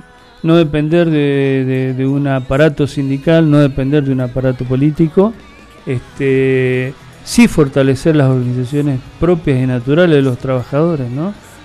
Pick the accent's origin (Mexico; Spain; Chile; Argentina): Argentina; Mendoza; nosotros como mendocinos quedamos medio